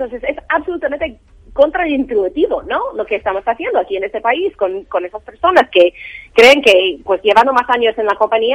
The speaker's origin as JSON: {"language": "Spanish", "country": "United States", "lives_now": "Europe", "said": "Porque yo, uh-huh. obviamente, soy americana y tenemos otro modelo ahí"}